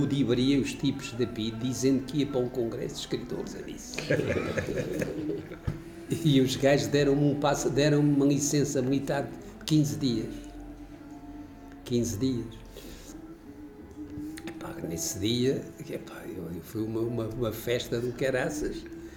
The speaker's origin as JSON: {"language": "Portuguese", "town": "Covilhã", "region": "Castelo Branco", "country": "Portugal", "said": "Olha, eu sou da Covilhã, convidou-me para jantar."}